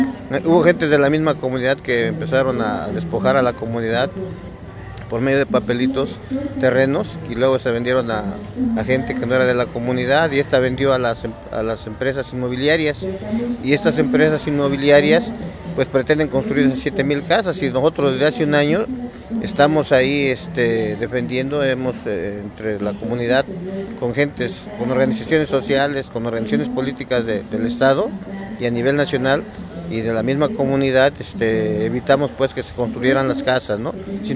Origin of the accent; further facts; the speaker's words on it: Tetelpa, Morelos, Mexico; soy de la Comisión de Prensa y Propaganda de la comunidad de Tetelpa, originario de ahí